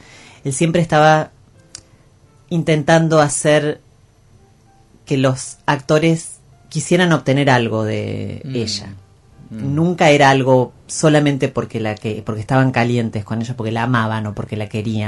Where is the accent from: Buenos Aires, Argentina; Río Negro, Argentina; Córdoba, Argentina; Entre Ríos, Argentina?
Córdoba, Argentina; Mina Clavero; en mi pueblo, en Mina Clavero, sí, en toda la zona de Tras la Sierra